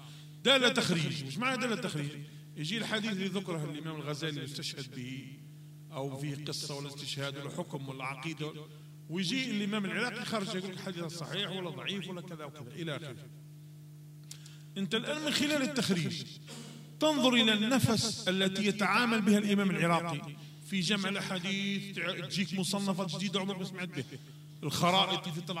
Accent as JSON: {"language": "Arabic", "country": "Algeria", "said": "اللهم اجعل بلدنا الجزائر وسائر بلاد"}